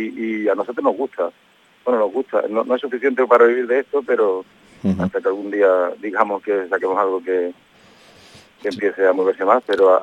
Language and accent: Spanish; Córdoba, Andalusia, Spain; Nosotros somos de Córdoba